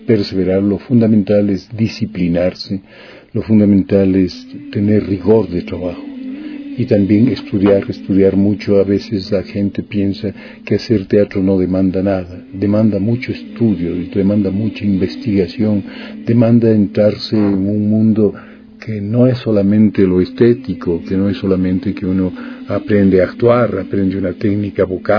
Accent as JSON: {"language": "Spanish", "town": "Quito", "region": "Pichincha", "country": "Ecuador", "tie": "born there", "said": "Yo nací en Quito el 23 de enero de 1943."}